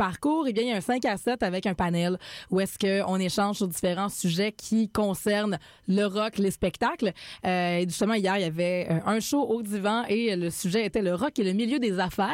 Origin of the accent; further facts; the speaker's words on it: Quebec, Canada; Puis moi, je viens de région aussi. Je viens vraiment du Bas-Saint-Laurent, donc de plus loin encore que Québec.